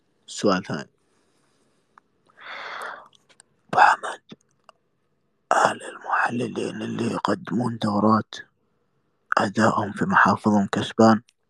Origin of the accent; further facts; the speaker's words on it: Kuwait; عندنا في الكويت بالحضري بالبدوي، جميع اللهجات انشرح